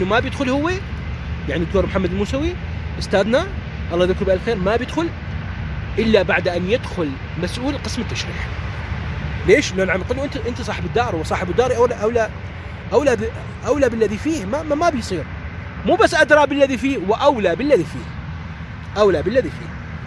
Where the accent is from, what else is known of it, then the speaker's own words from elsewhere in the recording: Iraq; مو فقط مو لأني لكوني أنا عراقي،